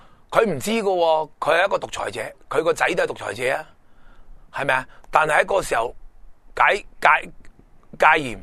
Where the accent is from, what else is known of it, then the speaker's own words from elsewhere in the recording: Hong Kong; 我哋香港人就要有呢个咁嘅奋斗精神啊嘛